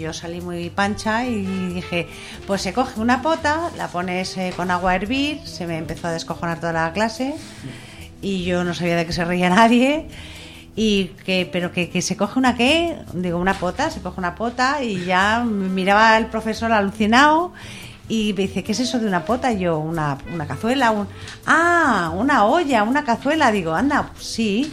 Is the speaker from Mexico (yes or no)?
no; Madrid, Community of Madrid, Spain; yo soy madrileña, pero mi madre es asturiana, o era asturiana, y mi padre igual.